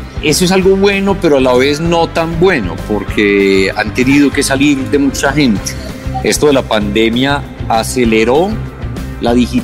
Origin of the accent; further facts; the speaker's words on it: Caldas, Colombia; accent: paisa; de pronto mi acento no está tan neutro todavía, que es algo que a mucha gente no le gusta, digamos, se siente muy paisa en algunos momentos.